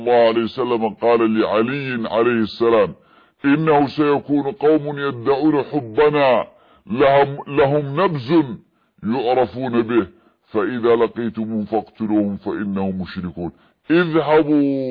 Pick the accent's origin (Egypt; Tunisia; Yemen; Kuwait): Yemen; عندنا في اليمن